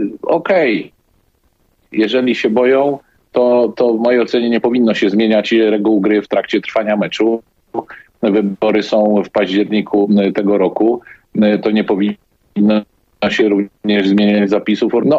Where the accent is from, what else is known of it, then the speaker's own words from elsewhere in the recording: Szczecin, West Pomeranian Voivodeship, Poland; Ja na szczęście jestem ze Szczecina, więc nie mam tego typu problemu.